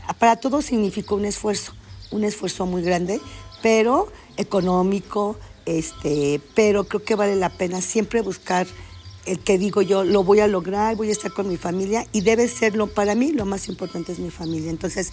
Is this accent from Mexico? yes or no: yes; Mexico; Somos una familia con muchos valores, con muchas enseñanzas, con una gran identidad como mexicanos, con mucha fuerza, con mucho amor.